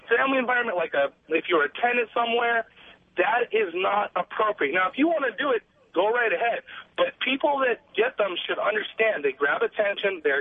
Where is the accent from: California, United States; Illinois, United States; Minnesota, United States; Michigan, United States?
California, United States; Orange County; You know, I'm 21 years old, born and raised in Orange County.